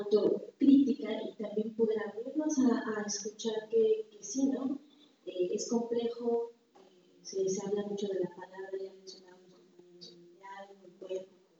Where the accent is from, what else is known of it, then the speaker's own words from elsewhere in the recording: Valle de Chalco, State of Mexico, Mexico; vengo del Estado de México, del Valle de Chalco.